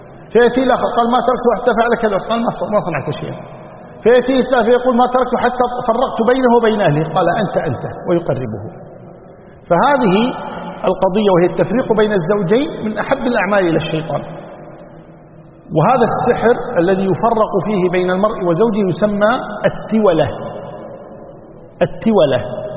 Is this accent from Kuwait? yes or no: yes; Kuwait; وعندنا بالكويت بدلية، صحيح؟